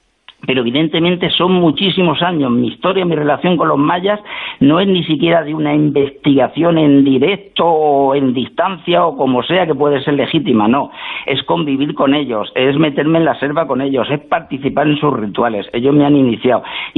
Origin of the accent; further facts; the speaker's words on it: Spain; te voy a recordar una cosa como españoles que somos